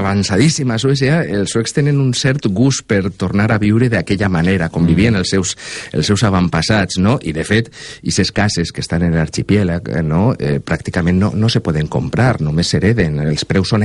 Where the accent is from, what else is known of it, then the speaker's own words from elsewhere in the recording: Valencia, Valencian Community, Spain; moved away as an adult; also born or lived in Sweden; La València dels anys 90, jo soc del Cabanyal, i cada mes d'octubre la gota freda al Cabanyal s'inundava.